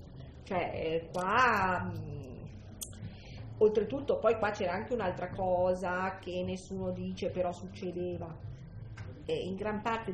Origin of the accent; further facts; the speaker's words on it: Lombardy, Italy; Io vengo dalla Valchiavenna